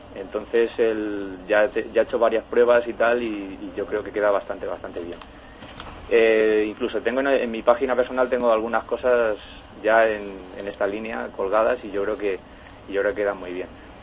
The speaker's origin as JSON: {"language": "Spanish", "country": "Spain", "said": "lógicamente soy un autor español y apuesto siempre por las obras españolas"}